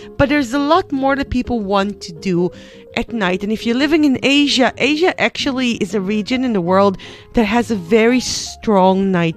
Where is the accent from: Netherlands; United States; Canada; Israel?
Israel; I'm coming from Israel, and the Mediterranean in particular, we are a nighttime economy.